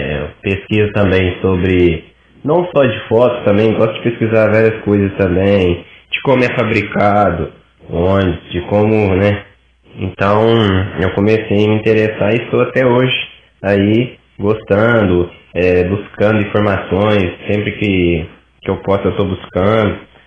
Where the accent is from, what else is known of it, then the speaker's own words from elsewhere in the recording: Capitólio, Minas Gerais, Brazil; É, sou de Capitólio, né